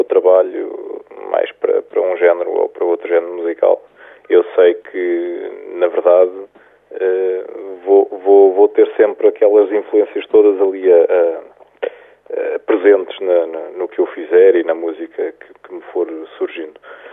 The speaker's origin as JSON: {"language": "Portuguese", "town": "Sintra", "region": "Lisbon", "country": "Portugal", "tie": "born or raised there", "also_born_or_lived": "Cascais", "lives_now": "Lisbon, Portugal", "said": "Sim, eu na verdade nasci em Cascais, sou natural de Sintra, e neste momento vivo em Lisboa"}